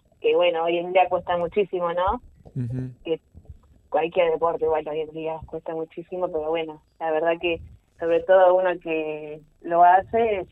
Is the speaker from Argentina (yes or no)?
yes; Otamendi, Buenos Aires, Argentina; now in Mar del Plata, Argentina; yo soy de Otamendi, hace unos años vivo en Mar del Plata.